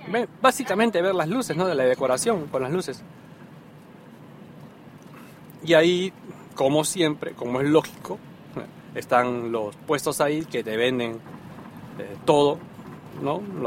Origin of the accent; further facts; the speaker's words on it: Peru; No se espera hasta las 12, como en mi país, por ejemplo. En Perú sí esperábamos hasta las 12